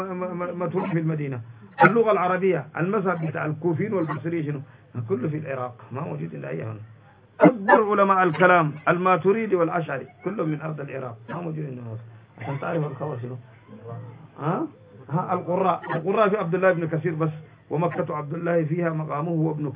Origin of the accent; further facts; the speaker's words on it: Sudan; عشان كده كل يوم هسه عندنا في السودان